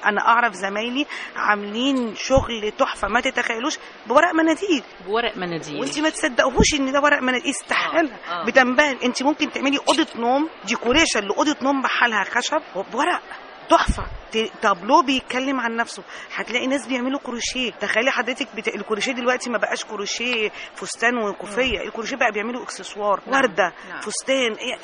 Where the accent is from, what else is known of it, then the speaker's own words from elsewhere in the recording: Egypt; انما كحرفيين احنا عندنا في مصر حرفيين ما لهمش حل.